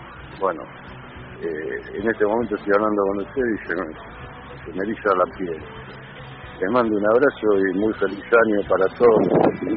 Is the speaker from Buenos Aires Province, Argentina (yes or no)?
yes; Isidro Casanova, Buenos Aires Province, Argentina; soy de Casanova.